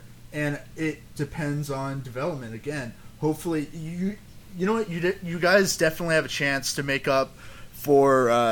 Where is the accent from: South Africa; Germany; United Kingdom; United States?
United States; Dallas, Texas; Hey, you know I'm from Dallas.